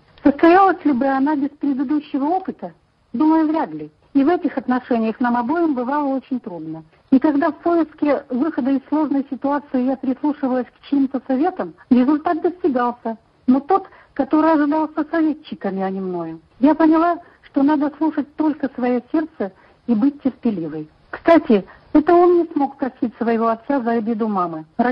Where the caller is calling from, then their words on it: Omsk, Omsk Oblast, Russia; я звоню из Омска.